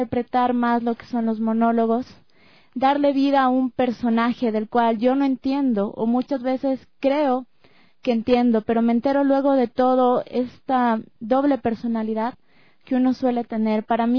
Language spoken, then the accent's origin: Spanish; Ecuador; realmente a mí como ecuatoriana me llena de orgullo saber que el arte se está iniciando aquí.